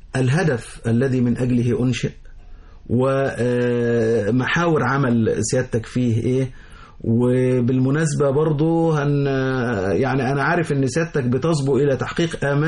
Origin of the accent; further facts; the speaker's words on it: Egypt; انا مواطن مصري،